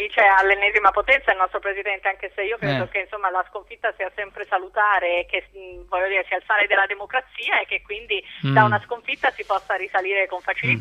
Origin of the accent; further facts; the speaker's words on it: Trentino-Alto Adige, Italy; basti pensare a quello che ha fatto l'anno scorso sempre Gasparri nella mia terra. Berlusconi sceglie due candidati sindaci per Bolzano e Merano